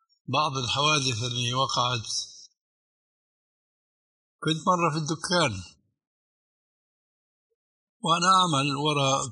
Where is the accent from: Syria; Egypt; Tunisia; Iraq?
Syria; Damascus, Damascus Governorate; وكيلة عندنا في دمشق